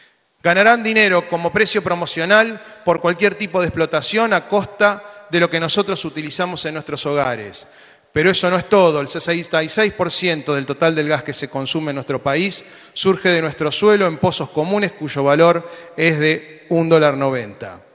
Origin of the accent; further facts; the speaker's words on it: Argentina; lo que nos pertenece como argentinos, nuestro subsuelo, nuestros recursos naturales